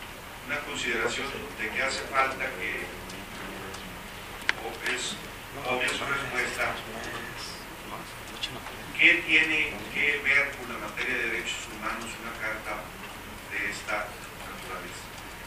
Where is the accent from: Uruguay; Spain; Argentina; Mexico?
Mexico; Durango; específicamente la de mi tierra, la de Durango.